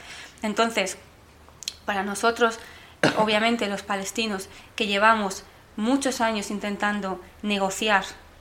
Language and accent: Spanish; Spain; now in London, United Kingdom; soy española palestina, resido entre Londres y Santander